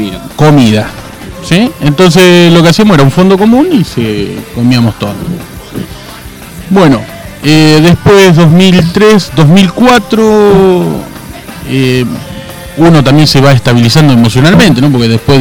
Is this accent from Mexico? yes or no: no; Mechita, Buenos Aires Province, Argentina; born there; yo no nací acá, yo nací en Mechita, un pueblo de la provincia de Buenos Aires.